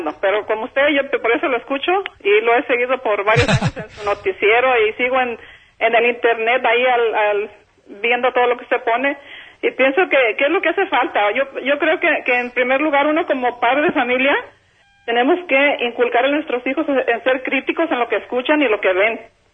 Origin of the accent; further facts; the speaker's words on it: Jalisco, Mexico; now in Ontario, United States; Soy de Jalisco.